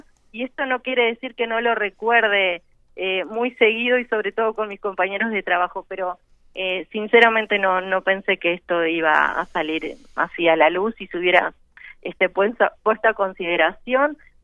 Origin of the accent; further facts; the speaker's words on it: Uruguay; fue una decisión difícil que como muchos uruguayos hubo que tomar